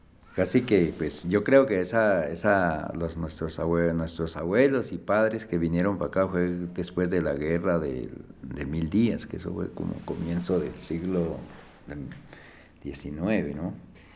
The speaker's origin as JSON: {"language": "Spanish", "town": "Samaná", "region": "Caldas", "country": "Colombia", "tie": "born there", "said": "Nuestros padres son del Cauca, ya yo soy nacido aquí en Samaní."}